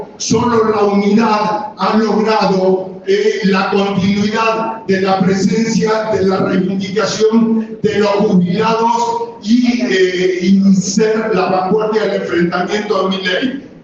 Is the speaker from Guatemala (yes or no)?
no; La Plata, Buenos Aires Province, Argentina; yo soy de La Plata, digamos